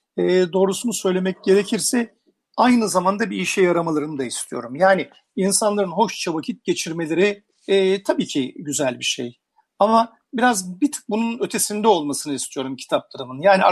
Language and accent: Turkish; Istanbul, Turkey; Şimdi ben 55 doğumluyum ve işte 65'ten sonrasını hatırlıyorum. Bugünün İstanbul'undan çok farklıydı.